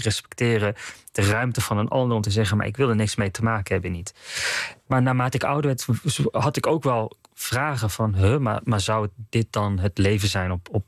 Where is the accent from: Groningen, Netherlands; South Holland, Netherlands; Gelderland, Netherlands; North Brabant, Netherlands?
North Brabant, Netherlands; Ik ben tot 2002 opgegroeid in Brabant. Het katholieke zuiden.